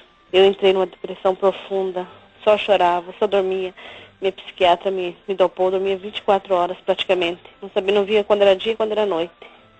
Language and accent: Portuguese; Foz do Iguaçu, Paraná, Brazil; sou da cidade de Foz do Iguaçu, Paraná.